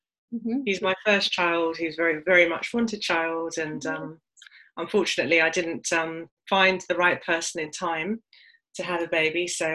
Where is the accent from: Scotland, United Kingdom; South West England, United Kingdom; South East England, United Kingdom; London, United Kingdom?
London, United Kingdom; also born or lived in Switzerland; I was born in Switzerland, but at 3 months old, I came to London. So I consider myself a Londoner, really.